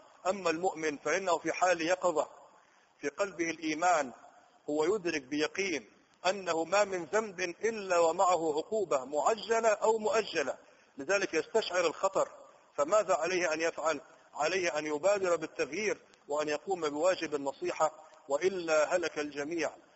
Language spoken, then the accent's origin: Arabic; Egypt; عندنا في مصر يضربوا مثال يقولوا النايم في ذمة الصاحي